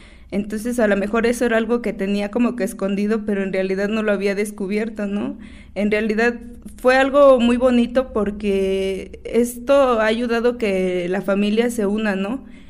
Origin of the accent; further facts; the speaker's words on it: Tepoztlán, Morelos, Mexico; Soy una joven de Tepoztlán, dice mi abuelo que soy una doncella teposteca. Tengo 23 años, estoy estudiando actualmente la carrera de Derecho en la ciudad de Cuernavaca.